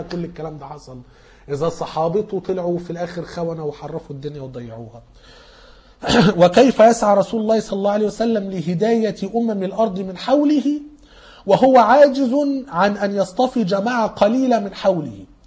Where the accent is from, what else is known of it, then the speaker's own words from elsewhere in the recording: Egypt; احنا كمصريين